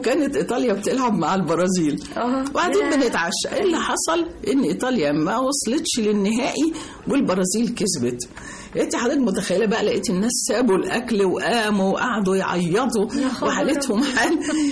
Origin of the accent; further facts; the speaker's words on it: Egypt; فإحنا كمصريين الذاكرة الجماعية بتاعتنا, الدي ان ايه بتاعنا, التسجيل كله اللي جوانا هو مصري. احنا بلد النيل